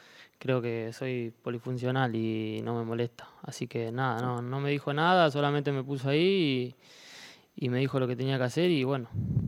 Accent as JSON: {"language": "Spanish", "country": "Argentina", "moved": "as an adult", "lives_now": "Elche, Spain", "said": "yo vine de Argentina, es otra cosa ya, esto es Europa"}